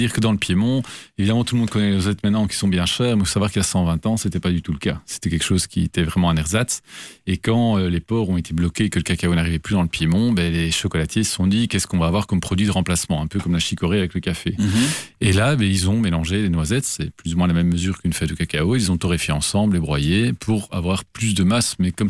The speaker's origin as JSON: {"language": "French", "country": "Belgium", "moved": "yes", "said": "on sort de la Belgique, on est très fiers, on est Belges, on est chocolatiers"}